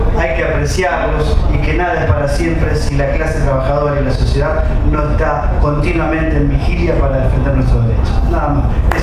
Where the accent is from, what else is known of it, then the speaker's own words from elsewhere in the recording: Santa Fe, Argentina; soy sindicato de base de Santa Fe, yo soy de Santa Fe